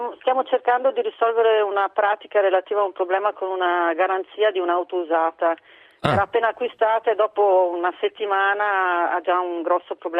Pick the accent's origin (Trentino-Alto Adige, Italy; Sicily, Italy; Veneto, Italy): Trentino-Alto Adige, Italy; Bolzano; Io sono di Bolzano, sì, cresciuta a Bolzano, e, insomma, amo le Dolomiti